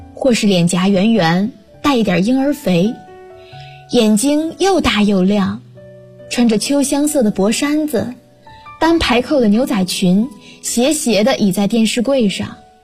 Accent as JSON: {"language": "Chinese", "town": "Huanggang", "region": "Hubei", "country": "China", "lives_now": "Nanjing, China", "said": "来自湖北黄冈，我在南京大学，距离我的家乡600公里。"}